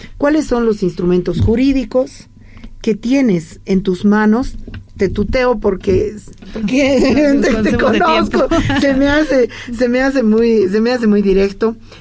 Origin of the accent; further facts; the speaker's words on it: Bolivia; Yo exijo como boliviana